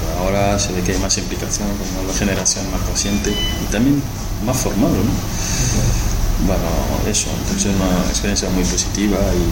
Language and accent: Spanish; Senegal; Spanish is a second language; como yo soy de Senegal.